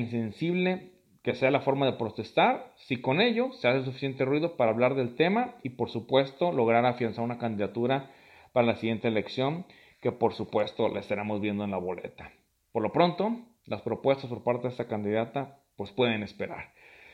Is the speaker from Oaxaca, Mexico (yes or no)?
no; Colima, Mexico; solamente en mi país, pues culminaré con pequeños detalles que ocurren en la sociedad colimense